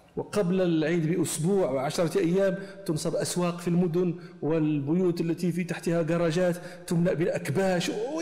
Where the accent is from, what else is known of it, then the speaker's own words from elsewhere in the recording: Morocco; مثلا عندنا في المغرب مثلا يقولون